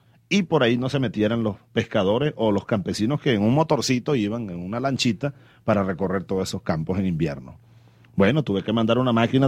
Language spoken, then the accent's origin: Spanish; Venezuela; estoy obligado a investigar esto como jefe del Estado y como venezolano.